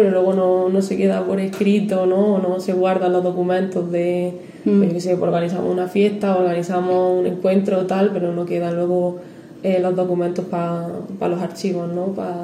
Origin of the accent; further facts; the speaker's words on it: Cabra, Andalusia, Spain; now in Granada, Spain; yo que vengo de un pueblecillo de Córdoba, lo noto también, ¿no? Lo que yo he visto, he vivido allí en Cabra, es diferente también a lo que se aprende aquí en Granada